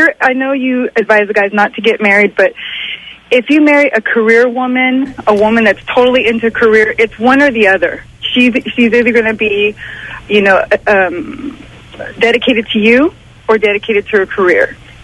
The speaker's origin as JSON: {"language": "English", "region": "Lima", "country": "Peru", "said": "I am from Lima, Peru."}